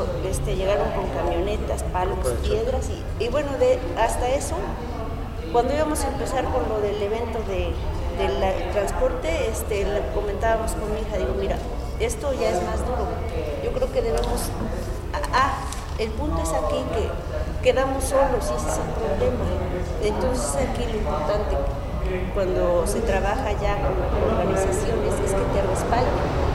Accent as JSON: {"language": "Spanish", "region": "Puebla", "country": "Mexico", "said": "Yo soy de Minerales, de la colonia Minerales de Guadalupe Sur."}